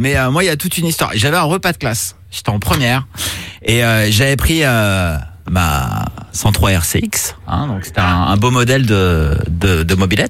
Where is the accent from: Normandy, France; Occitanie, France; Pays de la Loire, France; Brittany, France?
Brittany, France; je te rappelle que je suis breton.